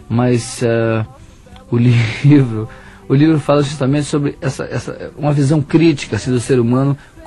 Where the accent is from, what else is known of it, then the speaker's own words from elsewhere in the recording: Bahia, Brazil; now in Rio de Janeiro, Brazil; quando eu vim para o Rio de Janeiro... Eu saí da Bahia em 67.